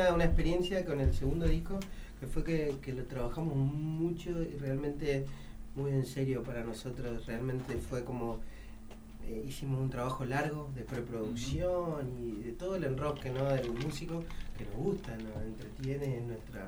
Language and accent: Spanish; Formosa, Argentina; now in Buenos Aires, Argentina; nosotros somos de Formosa y nuestra identidad tiene mucho más que ver con las costumbres formoseñas